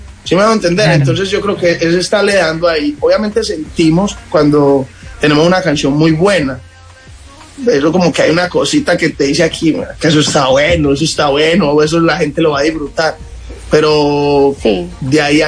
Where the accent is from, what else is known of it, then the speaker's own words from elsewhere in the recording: Medellín, Antioquia, Colombia; nosotros somos de Medellín